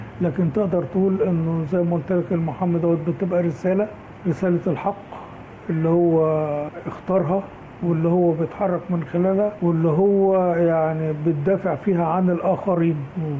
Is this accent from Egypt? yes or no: yes; Egypt; ان احنا مصريين وعايشين في مصر وبنحب مصر